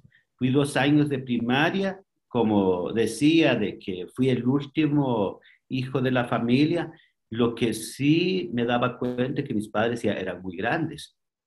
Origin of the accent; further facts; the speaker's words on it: Guatemala; first language K'iche'; Spanish is a second language; yo nací en el campo, hablo quiché, es mi primer idioma. Entonces, yo aprendí el castellano ya muy grande, ¿verdad? Ya tenía más o menos 18, 20 años cuando empecé a aprender un poco más el idioma castellano